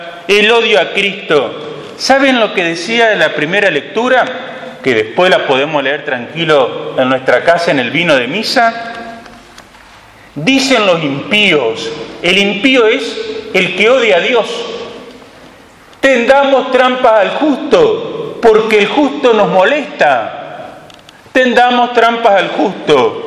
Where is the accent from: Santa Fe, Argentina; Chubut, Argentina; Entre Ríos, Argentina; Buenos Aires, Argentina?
Entre Ríos, Argentina; born there; Yo nací en Entre Ríos.